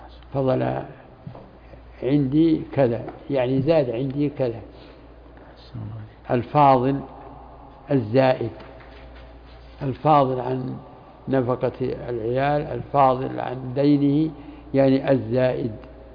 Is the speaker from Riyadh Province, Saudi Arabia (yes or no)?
yes; Riyadh, Riyadh Province, Saudi Arabia; الآن زكاة الفطر عندنا في الرياض